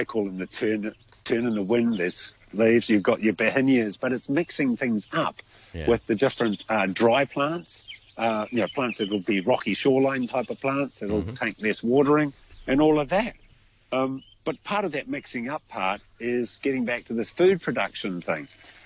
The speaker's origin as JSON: {"language": "English", "country": "New Zealand", "said": "being a Kiwi, you might say Christmas roast or something like"}